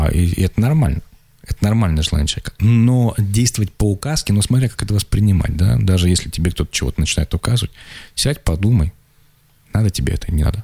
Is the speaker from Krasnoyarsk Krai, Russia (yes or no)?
yes; Achinsk, Krasnoyarsk Krai, Russia; у меня школу видно из окна дома, вот, где я родился, в Ачинске.